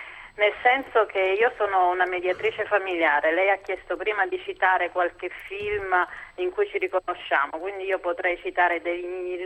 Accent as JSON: {"language": "Italian", "town": "Naples", "region": "Campania", "country": "Italy", "said": "Io poi tra l'altro sono napoletana, quindi la sento appieno questa cosa."}